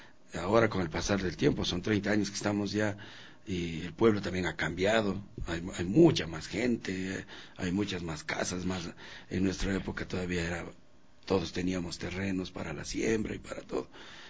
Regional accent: Zambiza, Pichincha, Ecuador; venimos de Zambiza, hemos tenido las raíces de gente que ha triunfado en la música

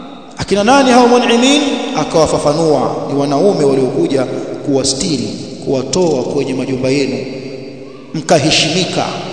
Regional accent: Tanga, Tanga Region, Tanzania; Kule kwetu Tanga, kwenye harusi ya kina mama wakiimbaimba, wanamtaja bwana harusi kwenye nyimbo

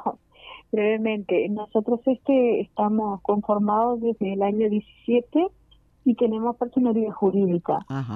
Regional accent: Uruguay; nosotros consideramos que todos somos uruguayos

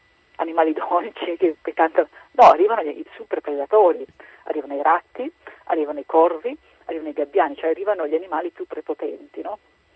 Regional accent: Trieste, Friuli-Venezia Giulia, Italy; per me che sono di Trieste

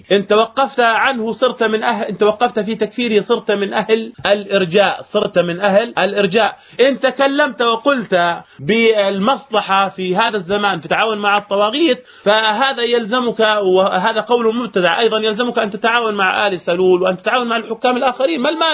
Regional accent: Jordan; حصل عندنا في الأردن وغير الأردن

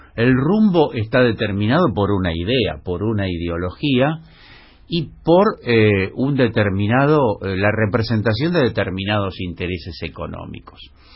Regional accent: Colegiales, Buenos Aires, Argentina; born there; soy fana del barrio en que nací, de Colegiales, y ahora, bueno, de este en el que estoy hace 30 años.

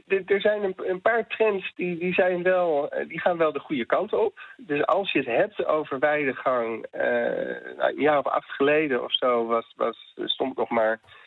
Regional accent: Netherlands; En we hebben als Nederlanders hebben we vaak zo'n heel mooi beeld van koeien in de wei.

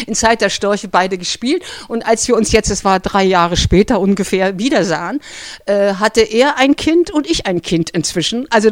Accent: Berlin, Germany; weil ich bin auch ein Berliner Typ. Ich komme aus dem Hinterhaus.

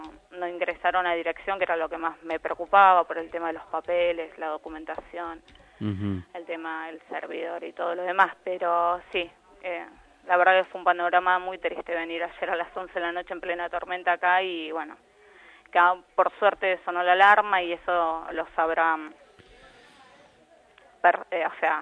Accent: La Reja, Buenos Aires Province, Argentina; yo soy de La Reja y allá también estaba todo anegado

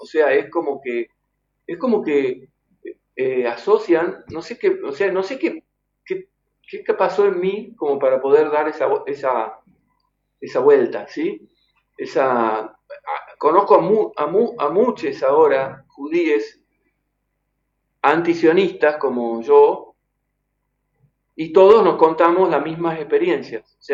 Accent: Argentina; Después todos hemos nacido allá, somos argentinos, ¿viste?

